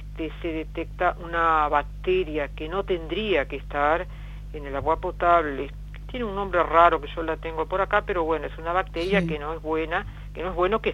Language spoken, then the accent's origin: Spanish; Santa Clara de Olimar, Treinta y Tres, Uruguay; born there; que nace en Santa Clara de Olimar, mi pueblo natal